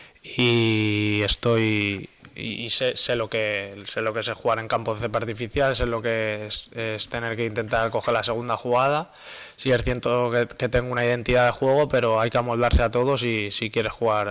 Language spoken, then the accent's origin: Spanish; Madrid, Community of Madrid, Spain; En Madrid, pues bueno, somos los dos de Madrid